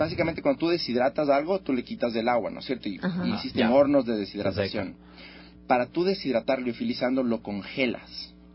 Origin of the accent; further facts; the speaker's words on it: Ecuador; orgullosamente somos ecuatorianos